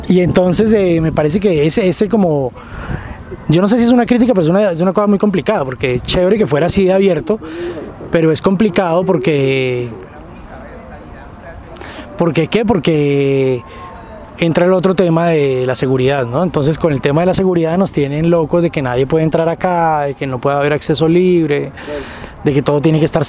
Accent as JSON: {"language": "Spanish", "town": "Tuluá", "region": "Valle del Cauca", "country": "Colombia", "tie": "born or raised there", "lives_now": "Cali, Colombia", "said": "yo no viví casi la ciudad, llegué como a Cali y de Tuluá, y aquí encontraba como el campo"}